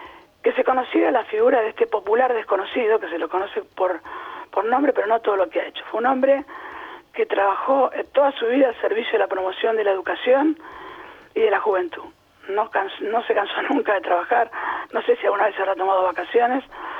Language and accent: Spanish; Buenos Aires, Argentina; born there; Y yo tendría 5 o 6 años y nací en Versalles, en Capital.